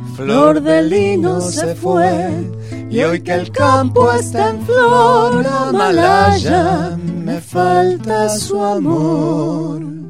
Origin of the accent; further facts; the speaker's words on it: Córdoba, Argentina; yo soy de Córdoba y soy nieto de inmigrantes.